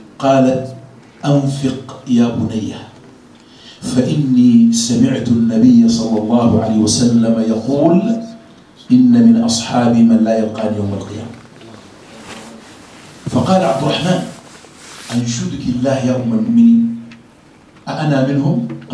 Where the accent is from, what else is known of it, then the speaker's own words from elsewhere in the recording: Sudan; يعني خاصة عندنا في السودان